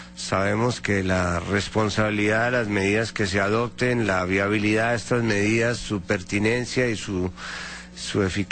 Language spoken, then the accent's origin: Spanish; Colombia; Yo simplemente como colombiano puedo destacar lo que fue la dolorosa experiencia de Colombia.